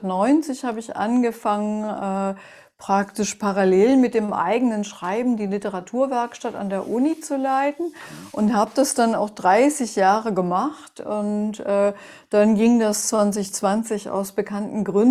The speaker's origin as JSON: {"language": "German", "town": "Melle", "region": "Lower Saxony", "country": "Germany", "tie": "born or raised there", "said": "Ich bin ja aufgewachsen in Melle, das ist so eine Kleinstadt zwischen Wiehengebirge und Teutoburger Wald und 25 Kilometer entfernt liegt Osnabrück."}